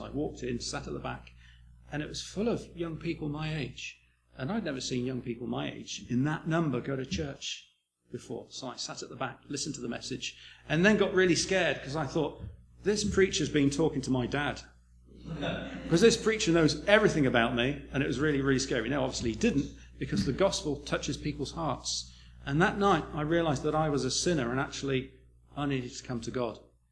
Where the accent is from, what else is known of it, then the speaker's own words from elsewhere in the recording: New Zealand; born there; I'm not English. I have an Irish name, but I have no Irish blood whatsoever, so I need to explain that a little bit. I was born in New Zealand quite a long time ago.